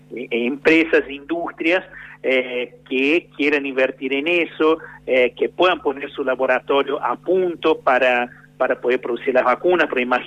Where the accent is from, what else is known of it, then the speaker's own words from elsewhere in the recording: Brazil; yo que soy de Brasil, puedo decir con mucha propiedad que venís a una temperatura media de 35 grados, 36 grados, por lo menos donde vivía yo